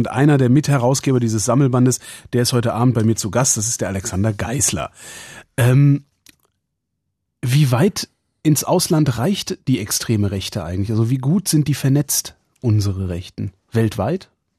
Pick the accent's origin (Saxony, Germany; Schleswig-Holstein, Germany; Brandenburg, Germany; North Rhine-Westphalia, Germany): North Rhine-Westphalia, Germany; Cologne; ich bin Kölner.